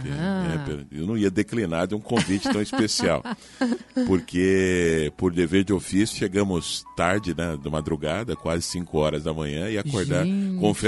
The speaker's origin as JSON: {"language": "Portuguese", "town": "Maringá", "region": "Paraná", "country": "Brazil", "moved": "as an adult", "said": "Eu vim de Maringá. Em 94 eu vim de Maringá para trabalhar no rádio aqui, né?"}